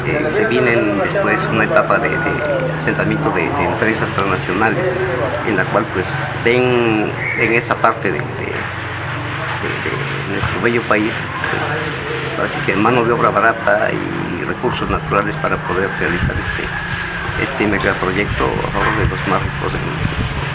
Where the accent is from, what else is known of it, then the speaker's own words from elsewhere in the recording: Mixingo, Mexico; vengo de la comunidad de Mixingo.